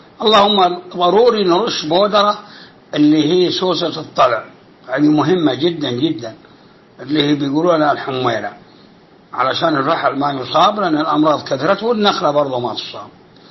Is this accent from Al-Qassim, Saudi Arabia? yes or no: yes; Al-Qassim, Saudi Arabia; وجاء في ندوة بوزارة الزراعة في عنيزة عندنا في القصيم